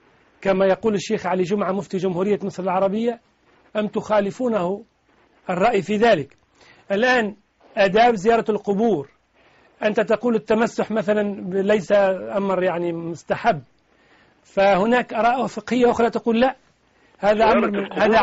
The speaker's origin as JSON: {"language": "Arabic", "country": "Tunisia", "said": "هذا أمر شيء أعرفه عندنا في تونس"}